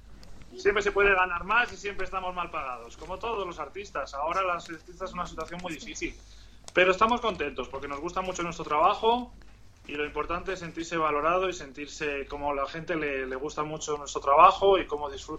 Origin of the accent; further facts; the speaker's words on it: Spain; yo soy español y me siento español y me encanta la música española